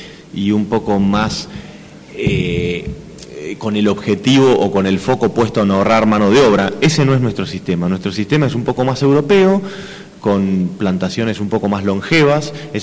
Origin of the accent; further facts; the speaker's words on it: Buenos Aires, Argentina; now in Lago Puelo, Argentina; vengo originalmente de Buenos Aires, pero bueno, ahora hace casi dos décadas que soy de acá. De hecho, vivo en Lago Puelo, muy cerquita de la escuela